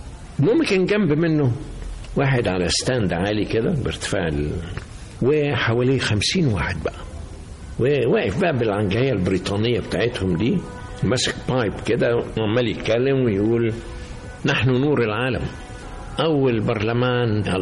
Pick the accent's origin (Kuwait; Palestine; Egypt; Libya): Egypt; وانا المصري كنت ماشي فوق السحاب ساعتها